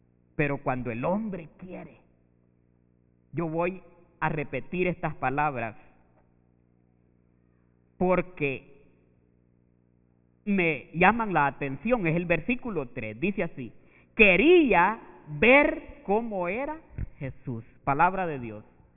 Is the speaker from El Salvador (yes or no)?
yes; El Salvador; Es un hombre que vive un poco distanciado de donde yo soy. Así pobre como somos en nuestros países, Centroamérica, El Salvador.